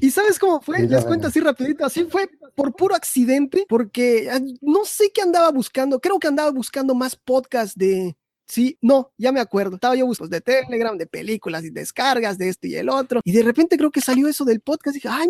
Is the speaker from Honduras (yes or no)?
no; Campeche, Mexico; pues yo soy de Campeche, igual del suroeste de México. Mucho calor por acá, demasiado calor